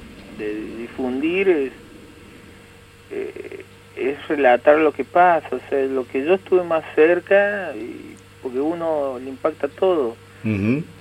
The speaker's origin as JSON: {"language": "Spanish", "region": "Córdoba", "country": "Argentina", "said": "soy de Córdoba. Mi nombre, mi apellido en realidad tiene un origen aymara, pero yo nací en Córdoba, como te decía."}